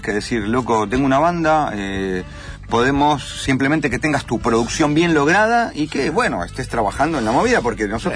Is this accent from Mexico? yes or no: no; Argentina; Sí, soy argentino.